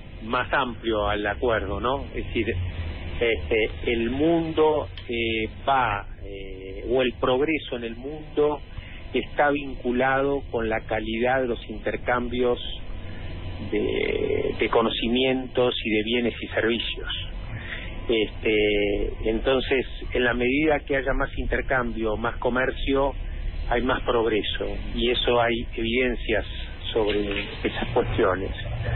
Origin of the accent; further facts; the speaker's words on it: Argentina; nosotros como argentinos queremos tener un grado de desarrollo económico como el que tiene Europa